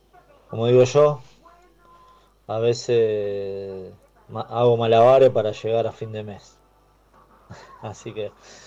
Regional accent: Montevideo, Uruguay; born there; en el año 1987, soy escorpiano. Nací en Montevideo, Uruguay.

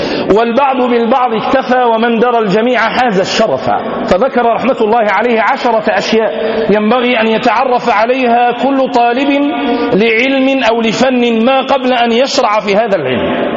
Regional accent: Tlemcen, Tlemcen Province, Algeria; من علماء بلدتنا، من علماء بلادنا الجزائر

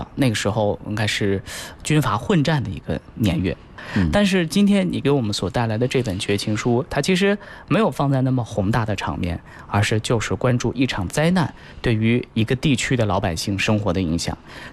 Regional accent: Gansu, China; 你是陕西人，我是甘肃人，

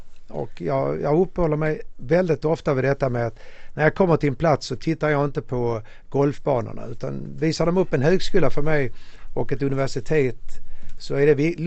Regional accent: Malmö, Skåne, Sweden; also born or lived in Ystad / Genarp; now in Stockholm, Sweden; Jag gick på samma skola alla 9 åren, Röforskolan i Malmö. Jag är född och uppvuxen i Malmö. Man har bott i Ystad och i Genap och Stockholm sedan 20 år tillbaka.

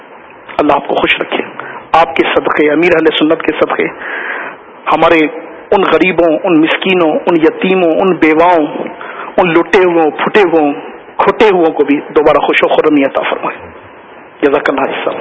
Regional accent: Nawabshah, Sindh, Pakistan; ہمارا شہر نواب شاہ بھی اور اس کا ایک بہت بڑا انٹیریئر ایریا بہت زیادہ ان دنوں زیر آب ہے

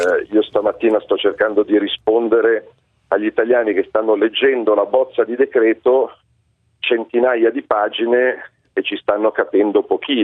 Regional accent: Lombardy, Italy; perché io non capisco da italiano, non da lombardo, da italiano

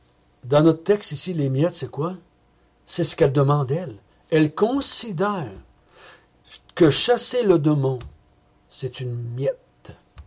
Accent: Quebec, Canada; moi je suis un Québécois pur laine, descendance française et amérindienne. Je ne suis pas un juif, moi.

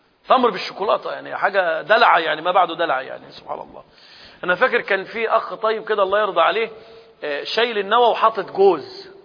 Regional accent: Egypt; إحنا عندنا في مصر بيضربوا مدفع

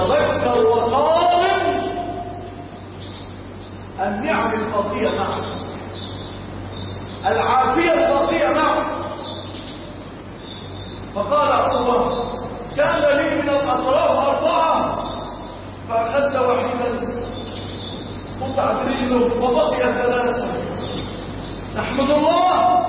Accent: Egypt; اللهم اجعل بلادنا مصر وسائر بلاد

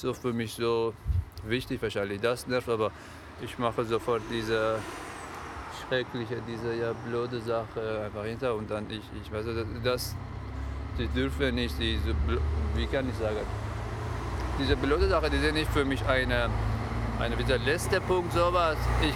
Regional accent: Iran; Ich komme aus dem Iran.

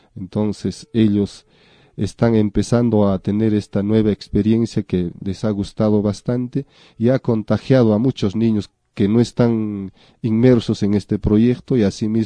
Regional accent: Peru; que nosotros mismos, siendo del lugar, siendo peruanos, hemos estado obviando y hemos estado dejando.

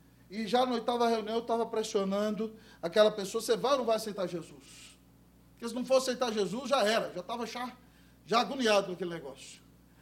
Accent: Brazil; Nós que somos brasileiros, irmãos, essa é uma ilustração maravilhosa.

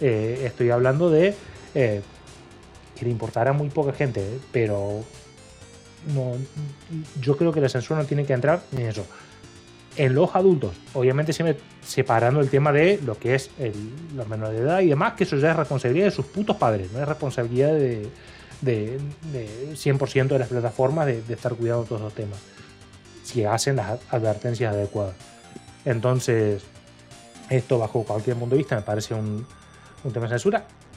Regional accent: Argentina; tanto en lo que es este país, de donde yo vengo yo en Argentina

